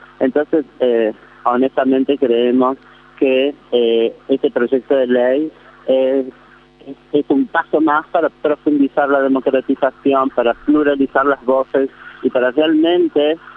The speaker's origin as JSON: {"language": "Spanish", "region": "Córdoba", "country": "Argentina", "lives_now": "Buenos Aires, Argentina", "said": "Nosotras somos provincianas viviendo en Capital, yo soy cordobesa"}